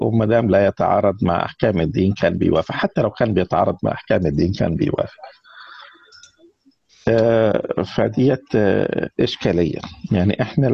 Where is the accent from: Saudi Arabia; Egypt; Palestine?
Egypt; ولكن كان في مناطق تانية زي عندنا في مصر في سيناء